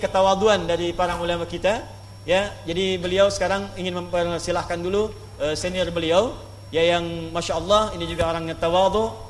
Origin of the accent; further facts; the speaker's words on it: Pandeglang, Banten, Indonesia; born there; Di tempat kelahiran kami di Pandeglang, di Matla Al Anwar, ya, di MA Matlaul Anwar.